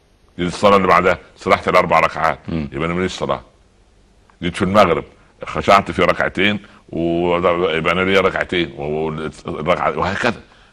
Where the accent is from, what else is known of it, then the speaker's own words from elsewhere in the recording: Egypt; يعني اضرب مثال تعودنا عليه كمصريين وعرب